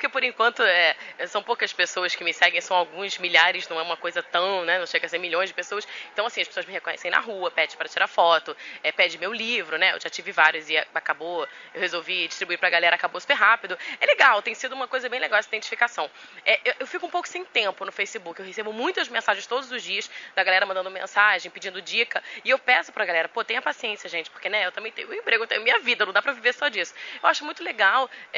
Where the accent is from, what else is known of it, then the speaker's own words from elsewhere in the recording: Maceió, Alagoas, Brazil; now in Rio de Janeiro, Brazil; Eu sou de Maceió, não sei se já te falei isso. Já, algumas pessoas que veem meus vídeos já viram que eu sou de Alagoas, mas moro no Rio há muitos anos.